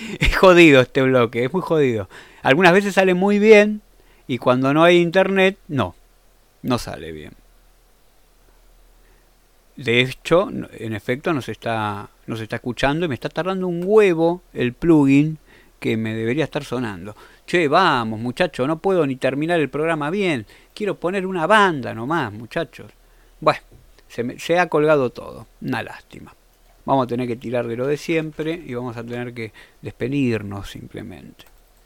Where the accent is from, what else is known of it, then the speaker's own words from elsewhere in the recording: Argentina; Me voy a comer un sándwich de milanesa, como buen argentino que soy.